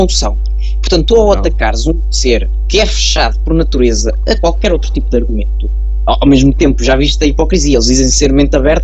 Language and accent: Portuguese; Figueira da Foz, Centro, Portugal; Eu sou da Figueira.